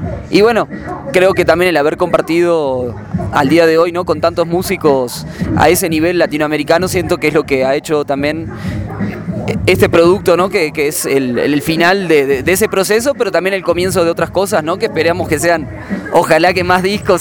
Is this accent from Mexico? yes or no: no; Uruguay; en Uruguay, que de donde soy oriundo, nacido.